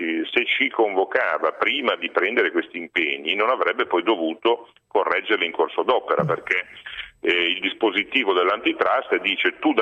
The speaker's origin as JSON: {"language": "Italian", "town": "Genoa", "region": "Liguria", "country": "Italy", "said": "vengo da Genova"}